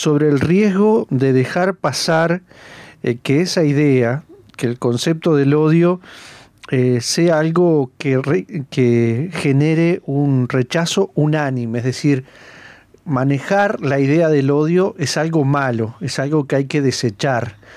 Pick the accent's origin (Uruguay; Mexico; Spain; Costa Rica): Uruguay; que somos todos uruguayos